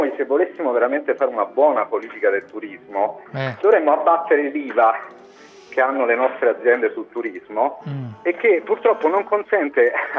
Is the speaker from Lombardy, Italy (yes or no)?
no; Rome, Lazio, Italy; Tornavo a casa dal mare con le valigie